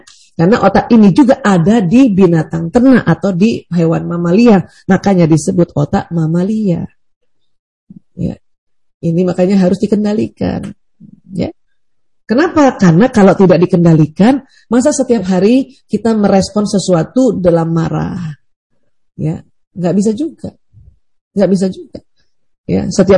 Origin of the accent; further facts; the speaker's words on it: Makassar, South Sulawesi, Indonesia; Apalagi saya orang Bugis Makassar.